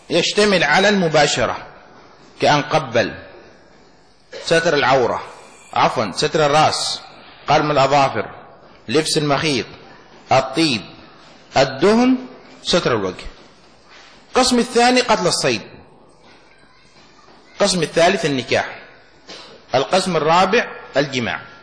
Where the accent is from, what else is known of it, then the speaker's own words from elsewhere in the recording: Yemen; إزار مفتوح يسمى عندنا في اليمن معوز